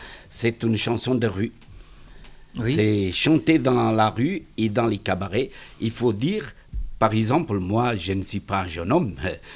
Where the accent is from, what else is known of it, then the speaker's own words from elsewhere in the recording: Portugal; born there; French is a second language; moved away; Oui, je suis né au Portugal.